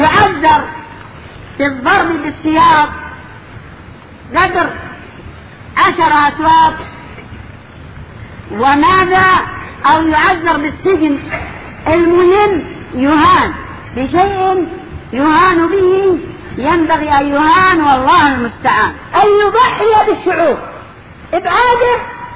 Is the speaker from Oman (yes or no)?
no; Yemen; now in Egypt; هو موجود عندنا باليمن ماذا أقول لك ماذا أقول لهم وأنا في مصر